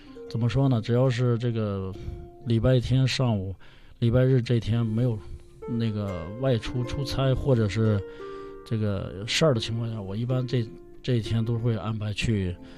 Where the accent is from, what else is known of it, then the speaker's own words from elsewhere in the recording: Inner Mongolia, China; moved away as an adult; 我本人呢是，这个我是来自内蒙西部啊，是因为2001年来北京上学，